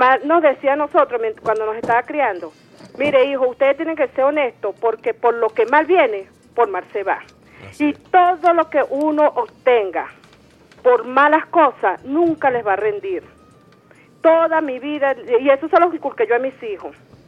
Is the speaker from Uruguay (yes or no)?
no; Venezuela; porque yo soy venezolana